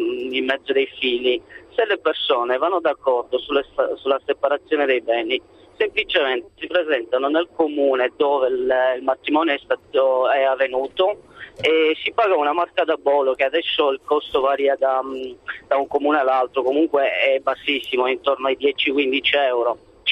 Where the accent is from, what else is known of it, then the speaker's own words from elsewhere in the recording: Romania; now in Turin, Italy; Sì, io sono rumeno, chiamo da Torino.